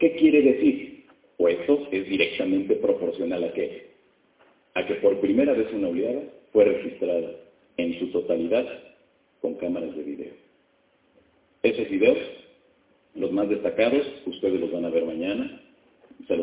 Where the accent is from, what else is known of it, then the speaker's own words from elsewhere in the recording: Mexico; a partir de 1991, en mi país, México, surge la cultura por voltear hacia el cielo